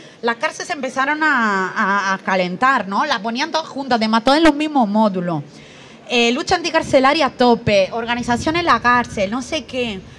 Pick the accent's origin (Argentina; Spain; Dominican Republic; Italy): Italy; yo soy italiana